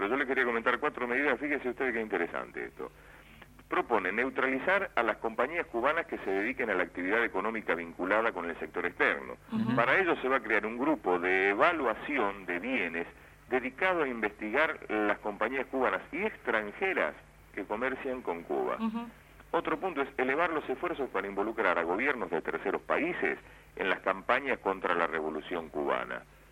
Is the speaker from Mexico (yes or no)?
no; Argentina; nosotros acusamos como la preocupación como argentinos